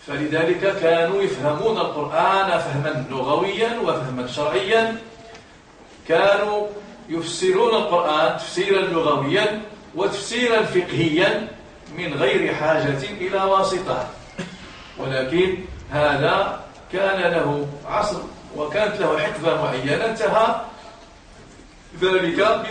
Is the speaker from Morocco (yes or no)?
yes; Morocco; حتى في بلدنا المغرب كان علم الأصول يدرس